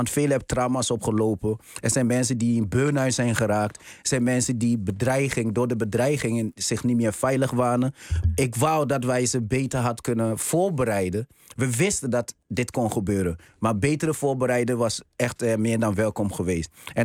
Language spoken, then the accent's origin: Dutch; Amsterdam, North Holland, Netherlands; Ik kom uit Amsterdam, Bijlmer.